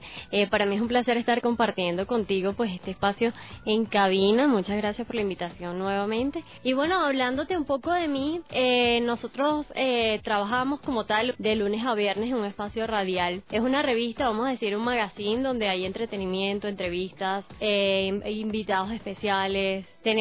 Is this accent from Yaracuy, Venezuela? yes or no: no; Caracas, Capital District, Venezuela; born there; en otro estado que no era la capital, que es donde yo nací